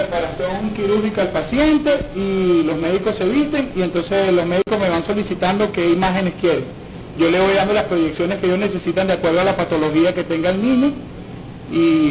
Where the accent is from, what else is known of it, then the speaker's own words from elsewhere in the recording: Táchira, Venezuela; De la gruta Estado Táchira.